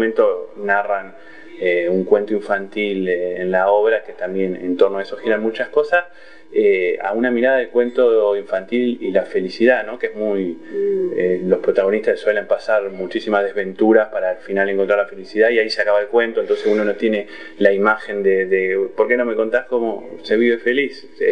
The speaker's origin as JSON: {"language": "Spanish", "town": "Sarandí", "region": "Buenos Aires Province", "country": "Argentina", "tie": "born or raised there", "said": "yo soy de me crié en Sarandí, digamos"}